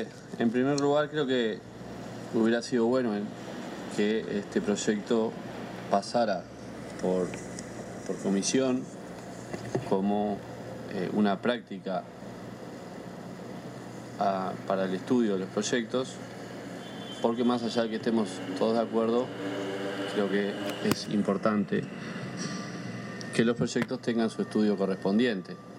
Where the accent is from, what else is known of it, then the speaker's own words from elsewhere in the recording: Las Piedras, Canelones, Uruguay; yo vengo de la ciudad de Las Piedras, donde todos los años se festeja la fiesta de la vendimia.